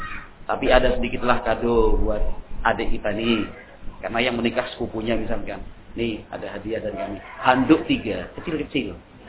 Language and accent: Indonesian; Java, Indonesia; Wah, kita orang Jawa enggak ada silsilah seperti itu.